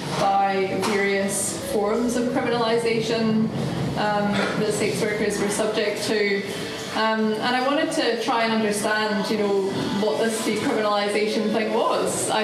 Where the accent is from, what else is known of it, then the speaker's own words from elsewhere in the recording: Scotland, United Kingdom; also born or lived in London; now in New Zealand; I moved to New Zealand in 2007. I was living in London before I moved to New Zealand. I'm from Scotland.